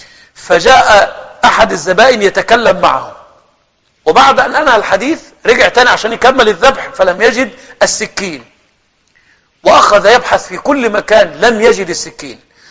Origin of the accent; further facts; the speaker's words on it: Egypt; مشهور عندنا في مصر بينطقوا الشهادتين على الذبيحة،